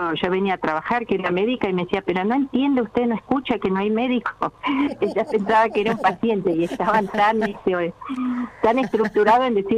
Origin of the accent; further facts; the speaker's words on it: Comodoro Rivadavia, Chubut, Argentina; also born or lived in Sarmiento / Córdoba; Yo nací en Sarmiento, a los 2 años me fui a Comodoro, ahí estuve en la escuela 150, kilómetro 8, después cursé en el María Auxiliadora y me fui a Córdoba a estudiar.